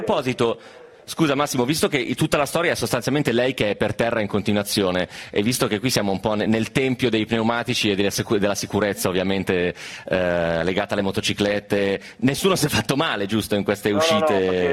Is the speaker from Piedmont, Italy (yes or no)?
yes; Piedmont, Italy; anche se sono piemontese